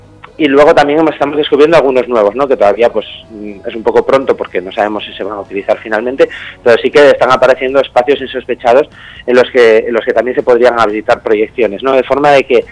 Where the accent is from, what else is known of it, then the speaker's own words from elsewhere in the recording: Vimenes, Asturias, Spain; born there; also born or lived in Gijón; la gente me identifica mucho con Gijón, sí que es verdad que soy nacido en Vimenes.